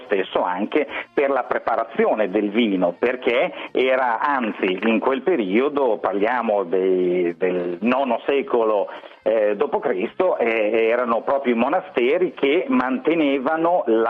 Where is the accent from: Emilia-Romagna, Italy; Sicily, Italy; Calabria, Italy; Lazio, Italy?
Emilia-Romagna, Italy; Bologna; io sono di Bologna, negli anni 70 a Bologna le mie osterie erano famose forse anche in tutta Italia